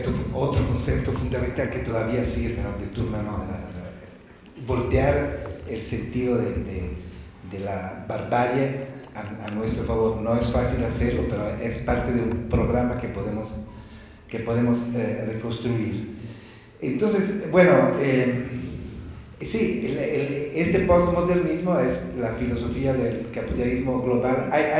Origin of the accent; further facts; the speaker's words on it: Italy; accent: Italian; Spanish is a second language; now in Mexico; la gente aquí en México pilla mi acento italiano, me pregunta de dónde soy.